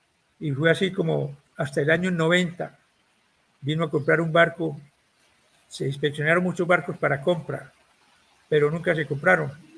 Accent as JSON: {"language": "Spanish", "country": "Colombia", "said": "La función nuestra como oficiales colombianos a bordo de los buques de la flota era reemplazar a los oficiales extranjeros."}